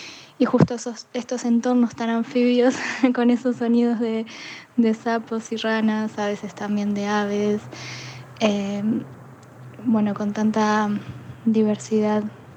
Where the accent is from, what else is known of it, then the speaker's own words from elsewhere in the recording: Montevideo, Uruguay; now in Bilbao, Spain; Soy uruguaya de Montevideo. Les mando este mensaje desde Bilbao, que es donde estoy viviendo ahora.